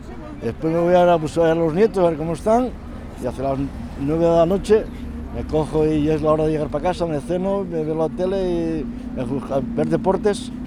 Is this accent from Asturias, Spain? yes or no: yes; Mieres, Asturias, Spain; now in Gijón, Spain; soy de Mieres, y cuando vine de Mieres para Gijón yo tenía 24 años, me parece, 24 o 25 años.